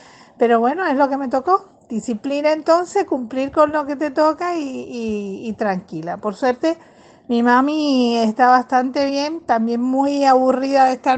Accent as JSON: {"language": "Spanish", "country": "Cuba", "tie": "born there", "said": "Después estoy yo, que soy la mayor de los cubanos, es decir, los que nacimos en Cuba."}